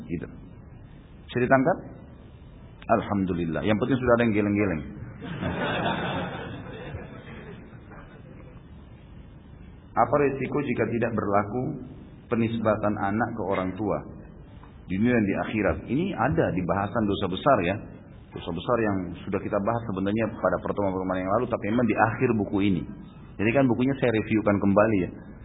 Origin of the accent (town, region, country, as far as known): Makassar, South Sulawesi, Indonesia; born there